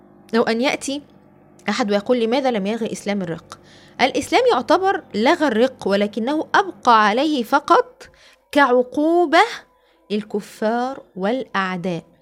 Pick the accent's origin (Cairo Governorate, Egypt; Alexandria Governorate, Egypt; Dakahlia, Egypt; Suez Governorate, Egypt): Alexandria Governorate, Egypt; Alexandria; مسارح رومانية عندنا في الإسكندرية